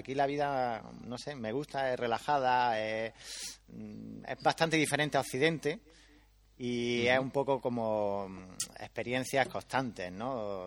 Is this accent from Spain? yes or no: yes; Granada, Andalusia, Spain; now in China; Sí, yo soy de Granada.